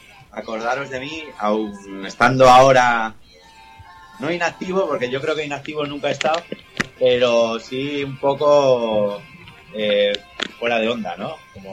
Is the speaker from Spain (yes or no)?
yes; Castilla-La Mancha, Spain; vengo de Cuenca, de un pueblo de Cuenca, donde montamos una banda